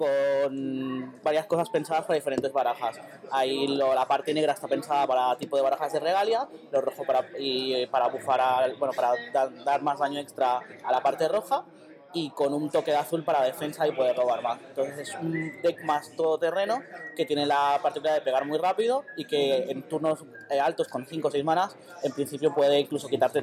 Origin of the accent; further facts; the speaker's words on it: Venezuela; now in Barcelona, Spain; soy de Venezuela, pero vivo en Barcelona